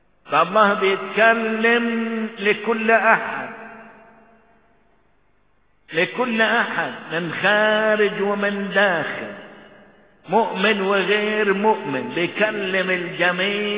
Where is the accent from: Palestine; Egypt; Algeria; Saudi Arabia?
Egypt; بالنسبة لأحداث بلدنا مصر